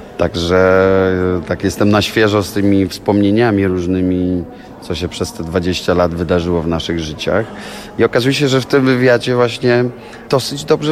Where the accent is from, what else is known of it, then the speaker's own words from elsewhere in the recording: Łódź, Łódź Voivodeship, Poland; w Łodzi, no bo stamtąd jestem